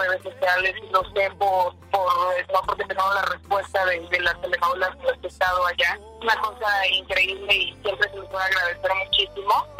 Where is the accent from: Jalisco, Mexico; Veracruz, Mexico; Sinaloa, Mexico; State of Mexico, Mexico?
Jalisco, Mexico; Guadalajara; estaba con mi prima en Guadalajara, justamente, que es de donde yo soy